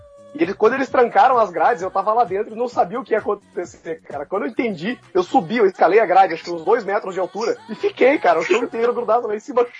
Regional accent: Paraná, Brazil; eu sou do Paraná.

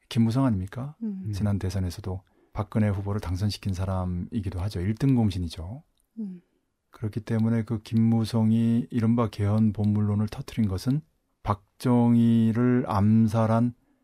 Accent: South Korea; 남은 태어나서 자라온 곳이고 알게 모르게 접한 곳이기 때문에 너무나 잘 알고

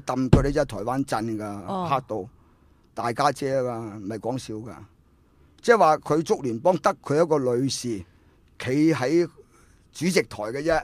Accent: Hong Kong; 你丟我哋中國人、香港人架啦

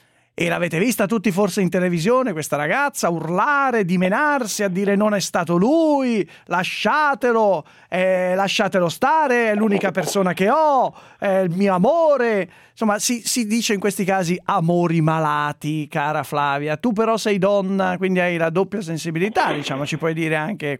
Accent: Milan, Lombardy, Italy; Tanto io sono di Milano

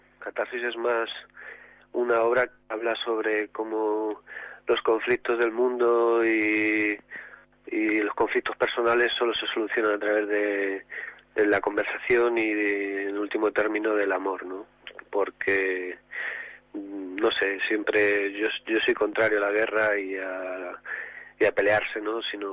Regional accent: Ciudad Real, Castilla-La Mancha, Spain; no tengo familia en el cine y que todo soy de Ciudad Real

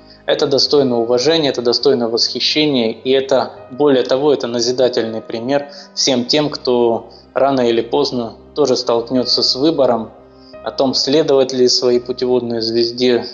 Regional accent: Crimea, Ukraine; Мне как крымчанин просто близкие образы, связанные с морем.

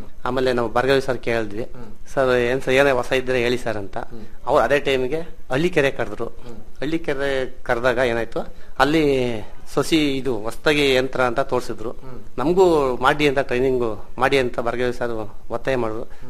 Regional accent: Gonibeedu, Karnataka, India; ನಮ್ದು ಗೋಣಿಬೀಡು ನಮ್ಮೂರು, ನಮ್ಗೆ 2 ಎಕರೆ ಜಮೀನ್ ಇತ್ತು.

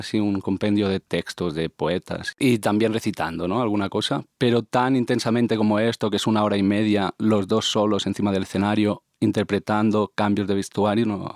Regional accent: Barcelona, Catalonia, Spain; vengo de Barcelona

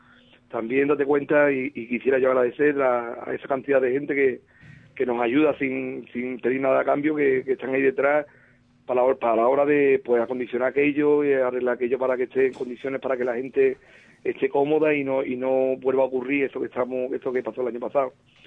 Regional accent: Ubrique, Andalusia, Spain; yo pienso que mi pueblo, que es Ubrique, va a tener, como siempre en estos momentos

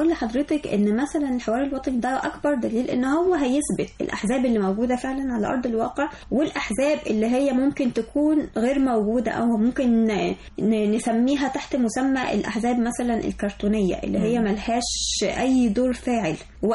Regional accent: Egypt; وبتواجهنا احنا كمصريين بصفة خاصة

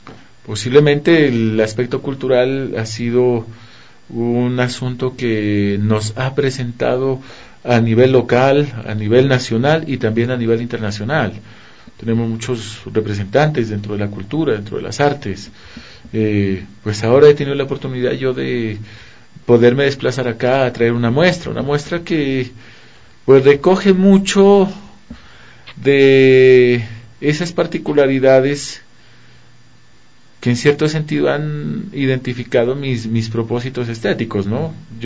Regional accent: Pasto, Nariño, Colombia; born there; Yo nací en el departamento de Nariño, en la ciudad de San Juan de Pasto, al sur de Colombia.

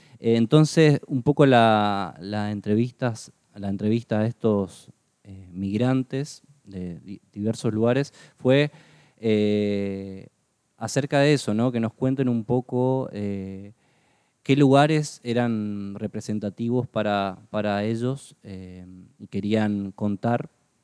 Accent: Posadas, Misiones, Argentina; moved away as an adult; now in Buenos Aires, Argentina; Yo nací en la ciudad de Posadas y aproximadamente a los 18 años migré justamente a la ciudad de Buenos Aires, que me vine a estudiar la carrera de imagen y sonido.

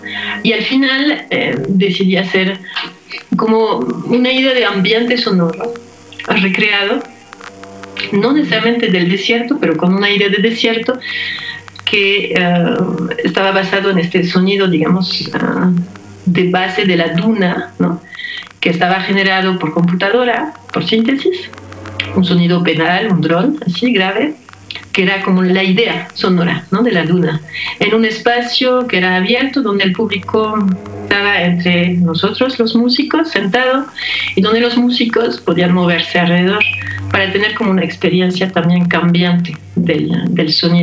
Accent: France; now in Mexico; yo soy francesa, he vivido en Francia básicamente toda mi vida y pues por cuestiones personales hace 17 años vine a vivir a México.

